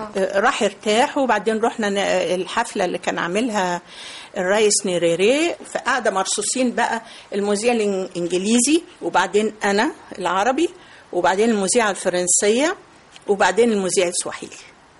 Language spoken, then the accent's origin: Arabic; Egypt; انت عارفة ان احنا مصريين أذكياء